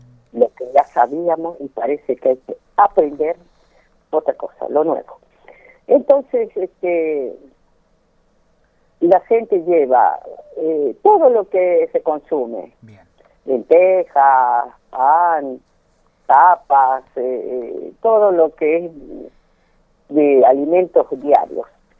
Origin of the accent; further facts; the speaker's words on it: La Quiaca, Jujuy, Argentina; now in Córdoba, Argentina; Tenemos influencia boliviana, porque yo soy de la Quiaca